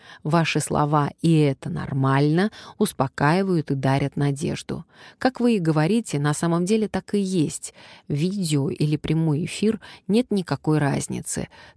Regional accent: Kazakhstan; Я казашка из Казахстана

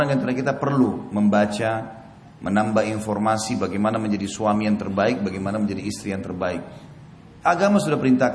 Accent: Indonesia; Kita ini orang Melayu, orang Indonesia.

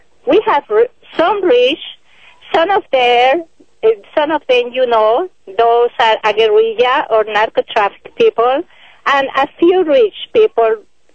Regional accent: Colombia; English is a second language; moved away as an adult; now in United States; My English is not perfect. I am here for 4 years in the United States.

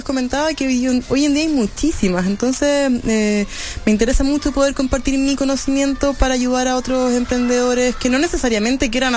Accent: Chile; Estamos creciendo en cultura viajera como chilenos también

